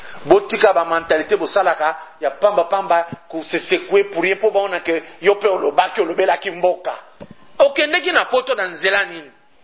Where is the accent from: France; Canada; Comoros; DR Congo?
DR Congo; Katanga; Chez moi, au Katanga